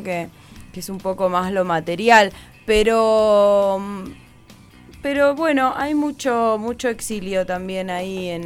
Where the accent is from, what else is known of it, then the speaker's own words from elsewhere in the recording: Argentina; born there; Sentía que en realidad era más colombiana que argentina. Así en esa tierna juventud decía, nací por equivocación en Argentina, ¿no?